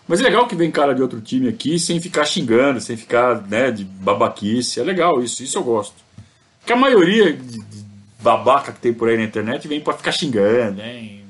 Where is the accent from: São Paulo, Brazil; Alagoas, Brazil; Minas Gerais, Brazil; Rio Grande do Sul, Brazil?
São Paulo, Brazil; Sorocaba; Eu sou de Sorocaba, sou sorocabano. Desde que eu era criança, né?